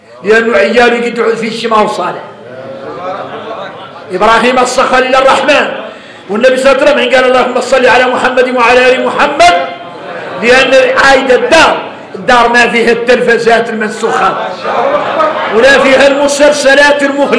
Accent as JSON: {"language": "Arabic", "country": "Mauritania", "said": "اي احنا موريتاني حارنا متين العود الاول في قاموس الحسانيه"}